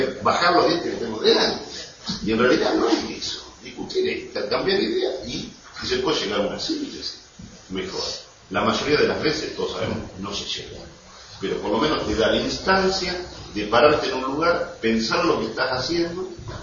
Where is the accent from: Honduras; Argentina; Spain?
Argentina; uno de los males que hemos tenido nosotros como pueblo argentino es esto de delegar